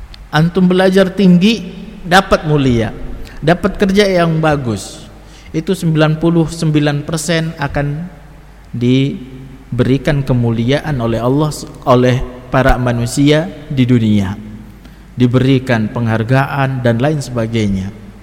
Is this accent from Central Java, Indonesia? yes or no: yes; Brebes, Central Java, Indonesia; Sering disampaikan saya dari Brebes.